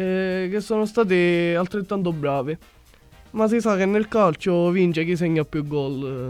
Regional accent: Lascari, Sicily, Italy; Di Lascari.

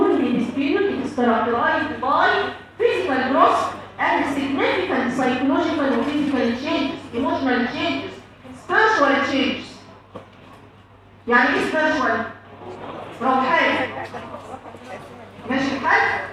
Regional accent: Egypt; يعني عشان انا مثلا مصريه هتلاقي الكلمه دي عادي

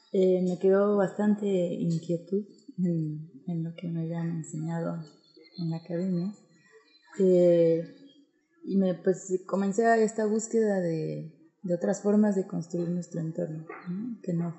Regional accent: State of Mexico, Mexico; also born or lived in Chiapas; now in San Cristóbal de las Casas, Mexico; Pues soy de México, vengo de Chiapas. En realidad yo crecí en el Estado de México.

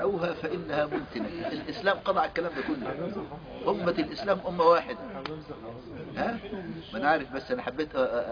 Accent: Egypt; عندنا في مصر كان في خط بيطلع من القاهره ينزل لغايه كسله في جنوب السودان، خط واحد.

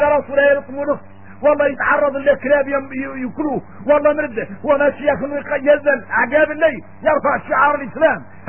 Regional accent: Mauritania; احنا موريتاني

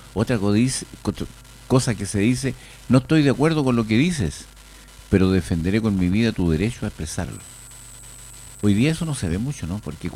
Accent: Chile; esas dos condiciones que debemos cumplir como chilenos

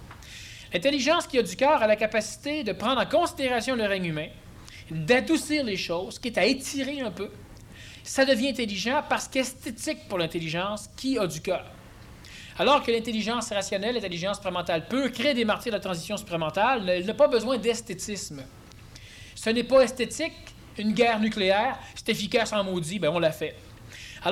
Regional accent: Quebec, Canada; Tu sais, on est Québécois, nous, mais on est très Américains.

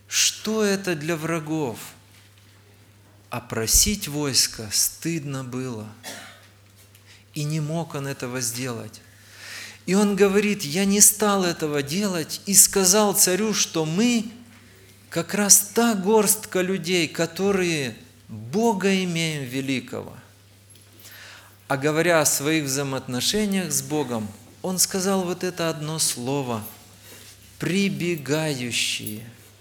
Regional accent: Chișinău, Moldova; Я из Молдавии, из города Кишинева.

